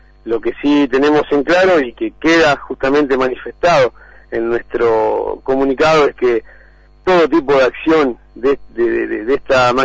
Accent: Cañuelas, Buenos Aires Province, Argentina; Yo nací y vivo en Cañuelas hace un poco más de 50 años

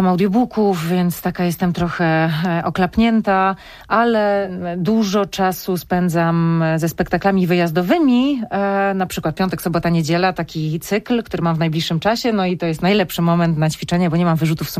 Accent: Mikołów, Silesian Voivodeship, Poland; born there; W Mikołowie, tam gdzie ja, w szpitalu, w którym ja się urodziłam

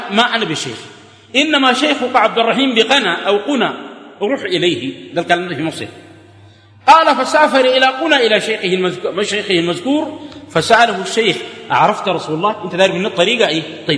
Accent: Atbara, River Nile, Sudan; هناك عندنا في عطبرة داير مناظرة في العرش

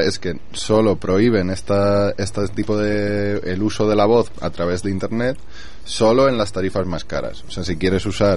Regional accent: La Almarcha, Castilla-La Mancha, Spain; Se llama La Almarcha

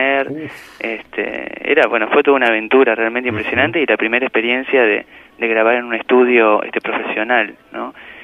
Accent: Santa Fe, Argentina; now in Buenos Aires, Argentina; Nos mudamos de Santa Fe, estamos todos en Buenos Aires.

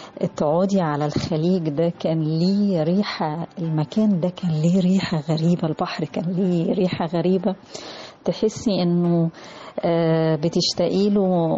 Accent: Egypt; بيضيف لي كإنسانة معنى، بيضيف لي كمصرية قامة.

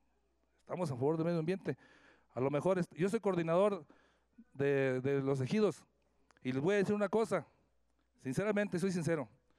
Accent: Villa La Paz, San Luis Potosí, Mexico; Yo vengo de Villa La Paz, un pueblo completamente minero por excelencia de hace más de 200 años.

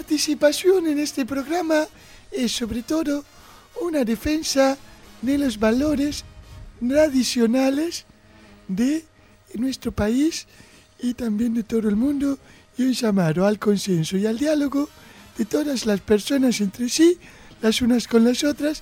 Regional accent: Argentina; Soy argentina, ajá, nacida y por opción.

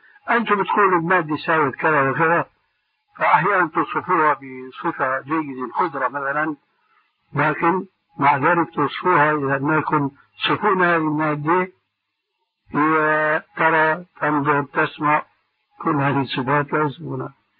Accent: Syria; بده يكون كما يقولون عندنا في الشام أبحاله

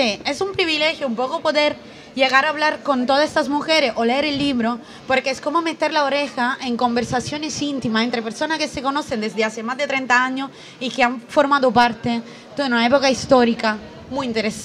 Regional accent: Italy; yo soy italiana

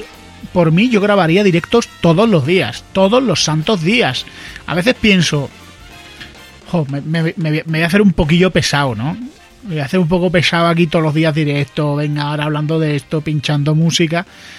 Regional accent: Andalusia, Spain; Es un tío que es divertido en sí mismo, como muchos andaluces lo somos.

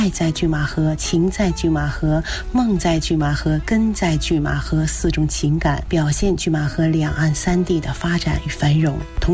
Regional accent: Shenyang, Liaoning, China; now in Beijing, China; 虽然我是一个沈阳人，是由于大学毕业之后就留在了北京，所以北京呢已经是我的第二故乡。

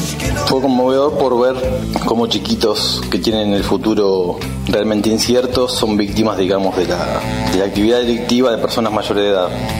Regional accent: La Plata, Buenos Aires Province, Argentina; soy de La Plata, nacido y criado en La Plata.

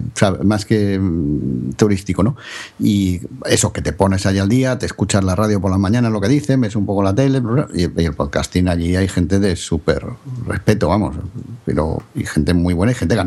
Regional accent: Galicia, Spain; el 14 las vamos a hacer en Galicia. Que me tocará a mí mucho encargarme como gallego

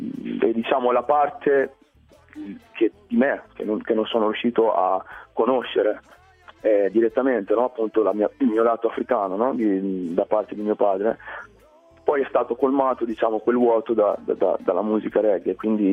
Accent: Pesaro, Marche, Italy; sono cresciuto in Italia, per la precisione a Pesaro, nel nord delle Marche. E quindi sono cresciuto non avendo mai conosciuto mio padre, perché l'unica cosa che so è che lui è nigeriano.

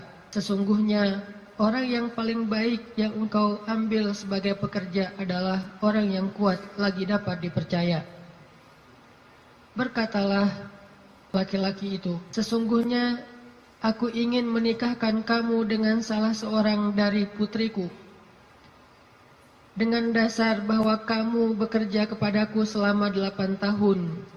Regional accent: Aceh, Indonesia; also born or lived in Egypt; now in Bandung, Indonesia; Saya orang Aceh asli, anak dari orang tua yang mungkin bukan orang kaya, tapi tiba-tiba Allah mentakdirkan saya kuliah di Mesir, lalu pulang dari Mesir saya tinggal di Bandung.

